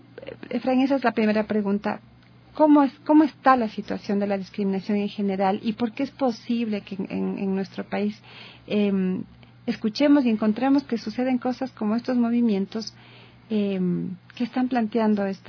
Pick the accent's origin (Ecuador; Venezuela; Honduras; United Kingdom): Ecuador; como sociedad ecuatoriana seguimos manteniendo